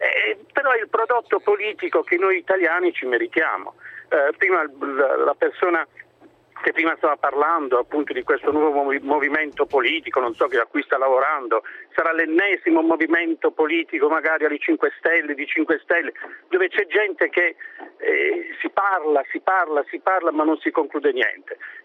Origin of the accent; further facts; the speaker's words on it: Apulia, Italy; Io sono un pugliese, no?